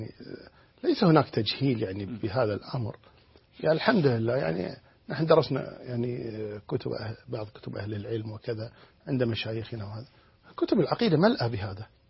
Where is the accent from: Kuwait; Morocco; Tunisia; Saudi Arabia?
Kuwait; يعني عندنا في الكويت الله الحمد لله في توجه قوي جدا